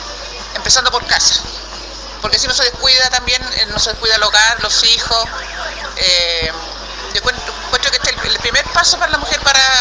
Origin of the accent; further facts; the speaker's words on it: Puente Alto, Santiago Metropolitan Region, Chile; la gente se acostumbra a vernos y nos reconozca también como que somos de Puente Alto